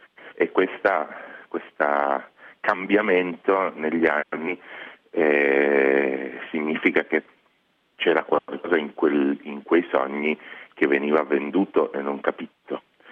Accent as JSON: {"language": "Italian", "town": "Padua", "region": "Veneto", "country": "Italy", "tie": "born or raised there", "said": "io sono nato e cresciuto a Padova in un contesto molto monoetnico, in cui i miei compagni di classe erano tutti dello stesso quartiere"}